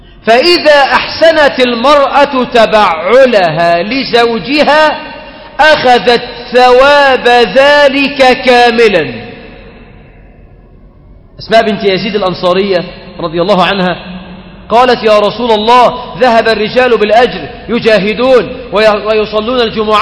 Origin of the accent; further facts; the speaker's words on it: Egypt; وفي بعض البلاد عندنا في مصر بتطلب الشبكه بالجرام.